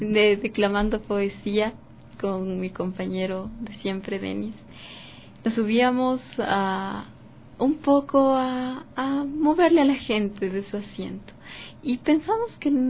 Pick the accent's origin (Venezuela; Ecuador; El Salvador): Ecuador; Los ecuatorianos somos muy luchadores